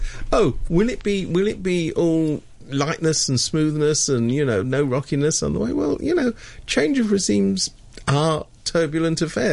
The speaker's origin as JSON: {"language": "English", "country": "United Kingdom", "said": "I keep coming back to this thing about something I happen to know about being British."}